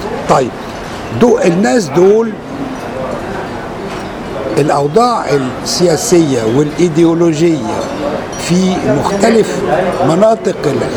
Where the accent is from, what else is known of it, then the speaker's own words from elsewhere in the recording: Egypt; على عكس ما يحدث عندنا في مصر وفي البلاد المهمشة